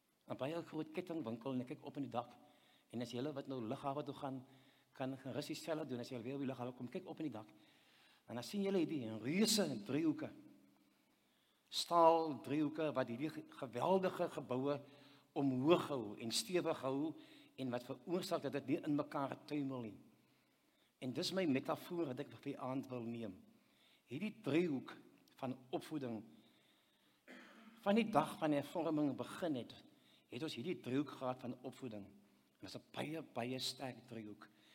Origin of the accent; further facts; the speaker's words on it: Wellington, Western Cape, South Africa; Nou, ek het groot geword in Wellington, en ek het skool gegaan